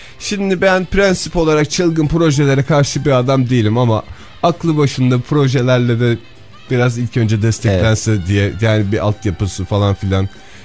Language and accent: Turkish; Ankara, Turkey; Ama biz Ankaralılar olarak herhalde çılgın proje konusunda biraz daha şeyizdir.